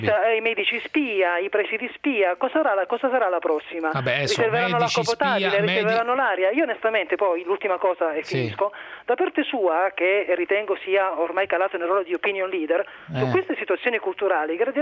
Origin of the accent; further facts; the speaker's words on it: Calabria, Italy; now in Milan, Italy; Io abito, lavoro a Milano da tanti anni, sono calabrese, e ho fatto in tempo nel 76, quando sono arrivato